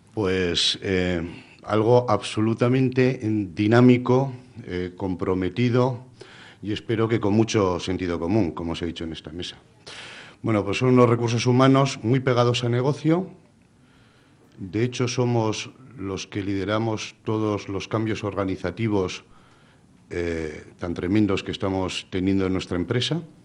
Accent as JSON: {"language": "Spanish", "town": "Bilbao", "region": "Basque Country", "country": "Spain", "said": "Bueno, somos de Bilbao, eso también es algo que marca"}